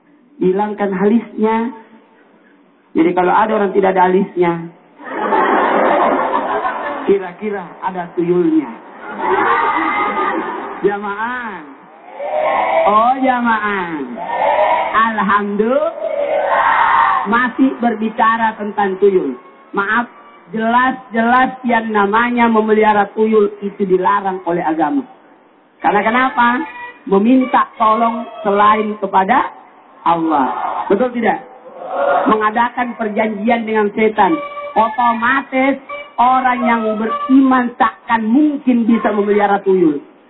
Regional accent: Sulawesi, Indonesia; sama-sama dari Sulawesi, asal Sabi.

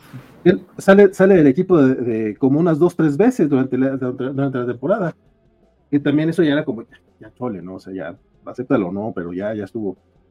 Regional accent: northern Mexico, Mexico; soy norteño, recuerden.

